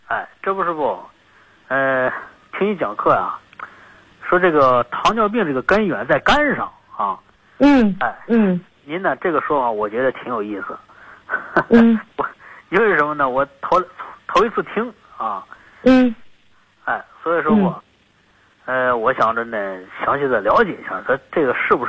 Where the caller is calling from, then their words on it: Langfang, Hebei, China; 我是河北廊坊的。